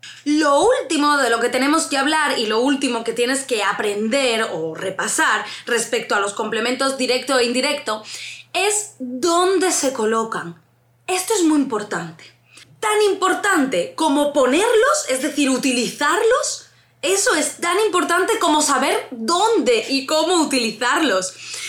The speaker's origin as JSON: {"language": "Spanish", "region": "Andalusia", "country": "Spain", "said": "para mí, siendo andaluza, suena fatal, pero para ellos es algo habitual."}